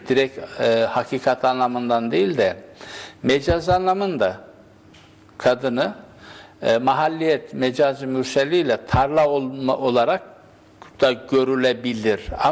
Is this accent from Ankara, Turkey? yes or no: no; Isparta, Turkey; Benim doğup büyüdüğüm köyümün karşısında bu Toros Dağları'na bağlı olarak bir Anamas Dağı var.